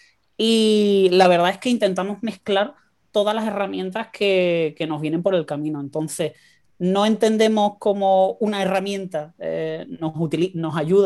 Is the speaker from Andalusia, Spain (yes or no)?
yes; Cádiz, Andalusia, Spain; Soy de aquí de Cádiz, sí.